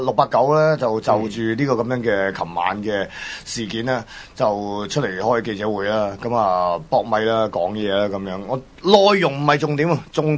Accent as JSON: {"language": "Cantonese", "country": "Hong Kong", "said": "话俾大家听，我哋香港人系做到噶嘛"}